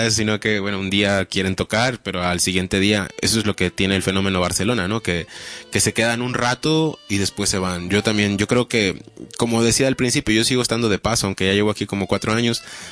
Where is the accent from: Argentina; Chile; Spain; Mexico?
Mexico; yo soy de México y nací allá. Y pues desde allá empecé con estas movidas.